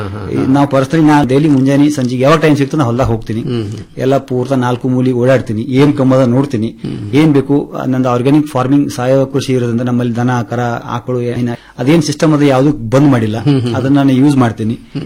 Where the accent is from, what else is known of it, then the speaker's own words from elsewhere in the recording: Tengli, Karnataka, India; ಮೂಲತಃ ಟೆಂಗ್ಳಿ ಗ್ರಾಮದವನು.